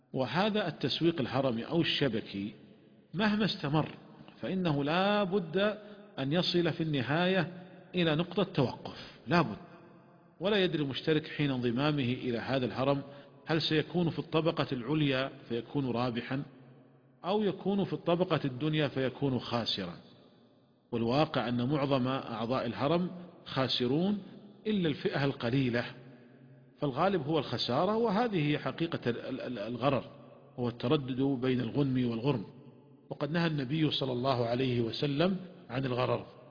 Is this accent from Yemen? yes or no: no; Saudi Arabia; وعندنا في المملكة العربية السعودية وزارة التجارة منعت هذه الشركات